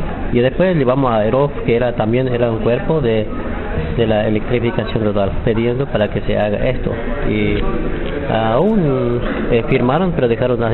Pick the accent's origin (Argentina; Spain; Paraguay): Argentina; Estanislao del Campo, Formosa; yo soy de jurisdicción de Estanislao del Campo, provincia de Formosa. Vivo en una comunidad